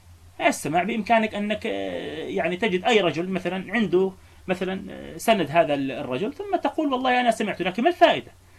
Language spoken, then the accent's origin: Arabic; Palestine; يعني إحنا عندنا في فلسطين لا يوجد مذهب فعليا